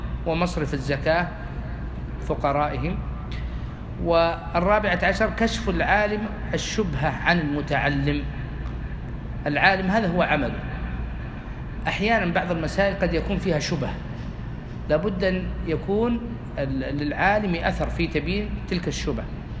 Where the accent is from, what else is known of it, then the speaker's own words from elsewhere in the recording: Al-Qassim, Saudi Arabia; هذا وجدته في عندنا في القصيم